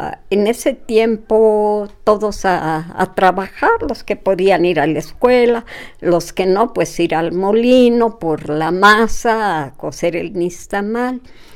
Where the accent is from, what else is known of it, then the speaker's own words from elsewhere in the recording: State of Mexico, Mexico; also born or lived in Chignahuapan, Puebla; Yo nací en Chignahuapan, Puebla. No lo conozco, muy niña. Siendo muy, muy pequeña, mi mamá se fue a vivir al Estado de México. Y pues ahí estuve algún tiempo en el Estado de México.